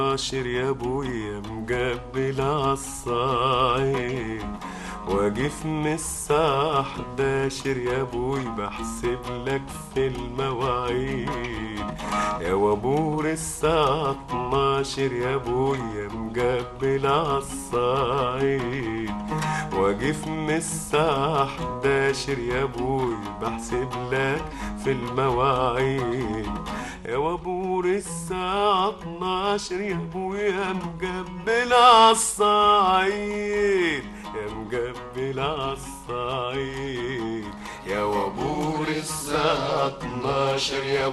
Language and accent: Arabic; Harazat al-Gharbiya, Sohag Governorate, Egypt; also born or lived in Port Said; أنا من حرزات الغربية مديرية سوهاج.